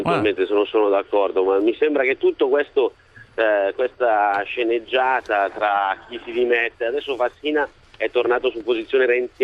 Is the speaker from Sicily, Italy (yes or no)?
no; Monza, Lombardy, Italy; io sono di Monza